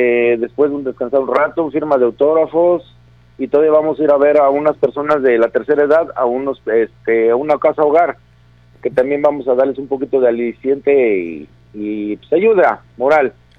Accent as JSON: {"language": "Spanish", "town": "Guadalajara", "region": "Jalisco", "country": "Mexico", "said": "Pero sí me gustaría luchar más en mi tierra, en Guadalajara. Desafortunadamente no estoy viviendo en Guadalajara todavía aún"}